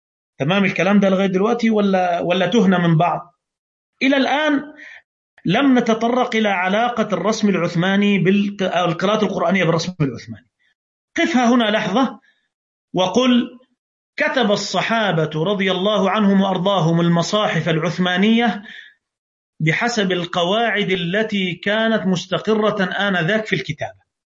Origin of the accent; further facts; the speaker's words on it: Egypt; عندنا في مصر